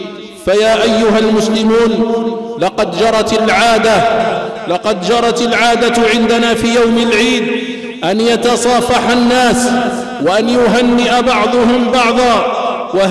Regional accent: Algeria; اللهم احفظ بلادنا الجزائر من كل سوء ومكروه

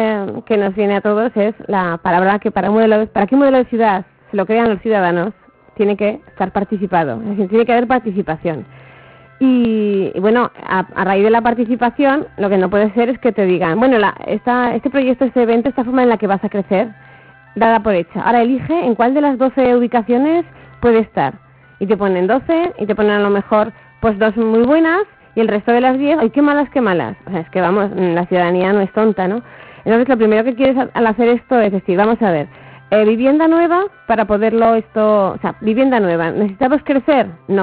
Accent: Zaragoza, Aragon, Spain; por ejemplo, yo soy de Torrero, pues la lista que tenemos en Torrero de cosas.

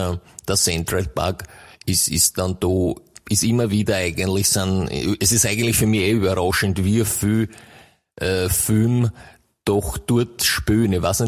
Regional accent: Styria, Austria; now in Vienna, Austria; ich meine, ich komme ja aus der Steiermark ursprünglich und das heißt ja die grüne Steiermark, ja.

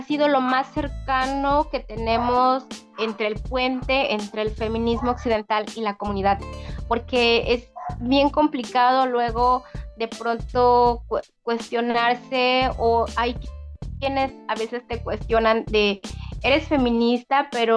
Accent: Tixtlancingo, Guerrero, Mexico; que se llama Tixtlancingo, municipio de Coyuca de Benítez, Guerrero. Soy integrante de la Red de Mujeres Indígenas y Afromexicanas acá en Guerrero

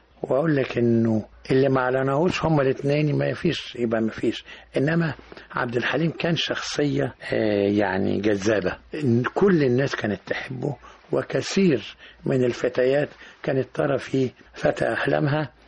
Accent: Egypt; ده كله بيخليني أسعد إن أنا مصري بنتمي إلى بلدي

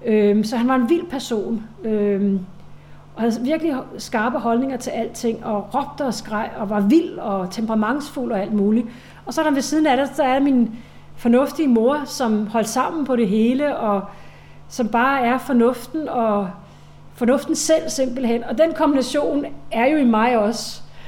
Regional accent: Ishøj, Capital Region of Denmark, Denmark; jeg startede med at bo hjemme i Ishøj

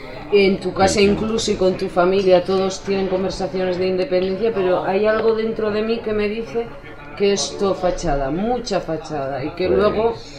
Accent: Aragon, Spain; Spanish is a second language; Bueno, yo te digo, yo soy de la Francia.

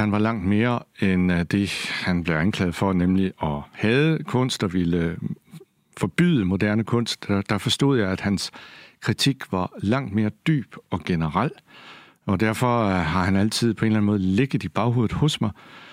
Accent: Kolding, Region of Southern Denmark, Denmark; Jeg havde en dygtig dansklærer. Jeg er selv fra Kolding

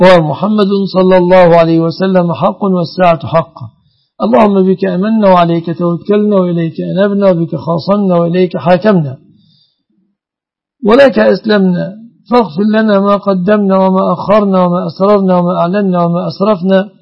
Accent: Egypt; اللهم احفظ بلادنا مصر وسائر بلاد المسلمين آمنة مطمئنة من كل مكروه

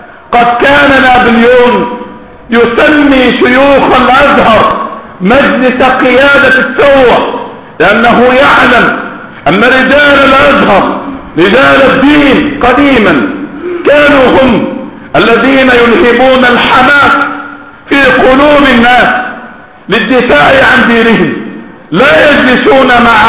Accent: Egypt; ونحن ذكرنا ولا زلنا نذكر ونكرر أن في بلدنا مصر قنبلة موقوتة

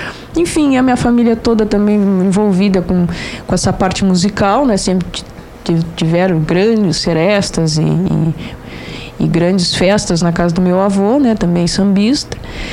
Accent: Jaguarão, Rio Grande do Sul, Brazil; eu sou natural de Jaguarão, então, a minha família, por parte de pai, em descendência escrava, trabalharam em fazendas em Jaguarão.

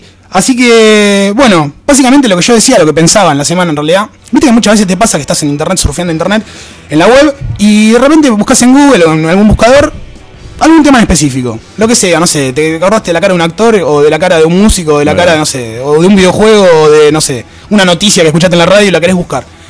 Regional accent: Lomas de Zamora, Buenos Aires Province, Argentina; also born or lived in Banfield / Temperley; Nosotros que somos de Loma de Zamora, de Banfield, de Temperley.

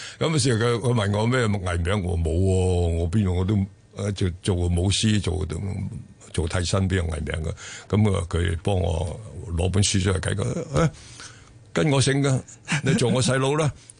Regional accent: China; now in Hong Kong; 大陆嘅，我系喺中国

